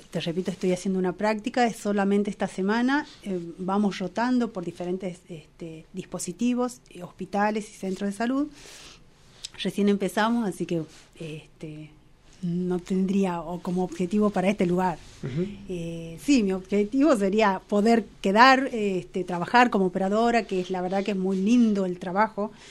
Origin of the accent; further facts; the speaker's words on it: Tucumán, Argentina; now in Bariloche, Argentina; soy de Tucumán también, estoy nuevita acá en la zona.